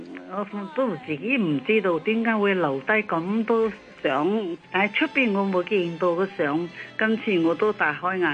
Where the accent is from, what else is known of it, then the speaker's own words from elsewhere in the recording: Shanghai, China; now in Hong Kong; 我系上海人啦。以前系上海嘅时候咧，已经流行咗好多西曲啦